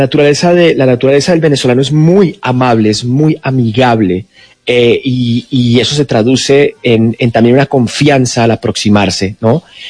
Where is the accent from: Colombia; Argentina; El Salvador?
Colombia; moved away; cuando yo me fui de Colombia, al principio estábamos en una situación muy compleja de viajes